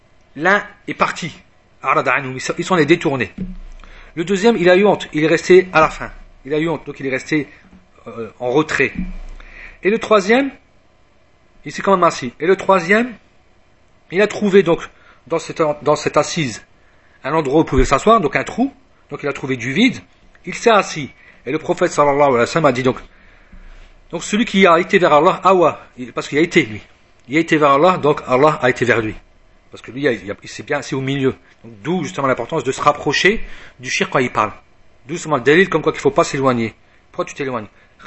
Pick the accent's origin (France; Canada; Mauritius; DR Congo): France; même si je suis de France.